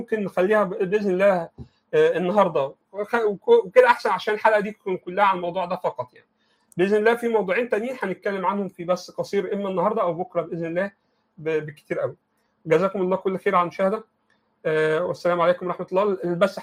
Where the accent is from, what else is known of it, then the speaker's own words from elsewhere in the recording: Egypt; I'm from Egypt.